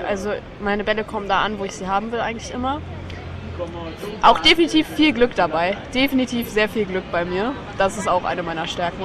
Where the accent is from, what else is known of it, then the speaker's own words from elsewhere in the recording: Hamburg, Germany; ich bin 18 und ich bin aus Hamburg, also aus Deutschland und habe gerade Abi gemacht.